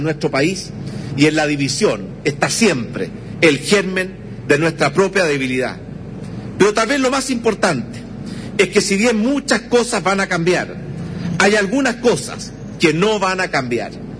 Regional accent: Chile; y tenemos también como chilenos prepararnos para que esa transición

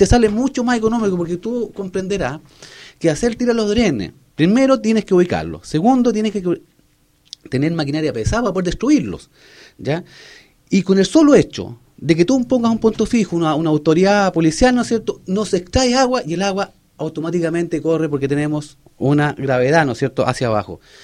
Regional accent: Vallehermoso, Canary Islands, Spain; yo soy de Vallehermoso, he sido criado, nacido en Vallehermoso

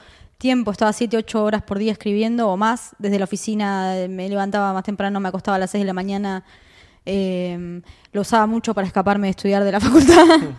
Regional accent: Buenos Aires, Argentina; sobre mi infancia en Pompeya.

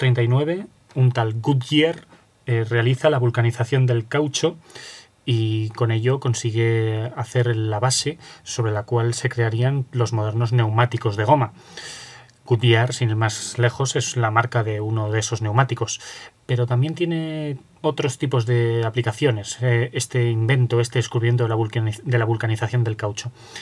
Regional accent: Aragon, Spain; resido en Zaragoza y por lo tanto soy aragonés

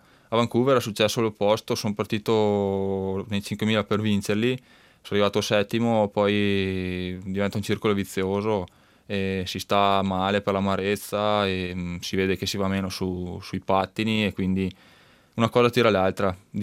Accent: Roana, Veneto, Italy; tra l'altopiano di Asiago e Roana, da dove vengo io, e alcune altre zone in provincia di Belluno, di Trento e di Bolzano, sono questi i centri dove è nato il pattinaggio. Io sono nato in uno di questi.

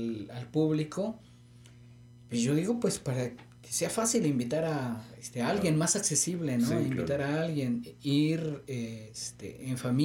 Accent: Xalapa, Veracruz, Mexico; De los pocos, de sí, los pocos jalapeños que andamos quedando sí, en ciudad.

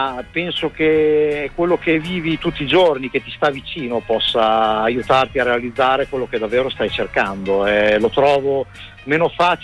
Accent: Bologna, Emilia-Romagna, Italy; Bologna è la mia città natale, quindi è molto importante per me.

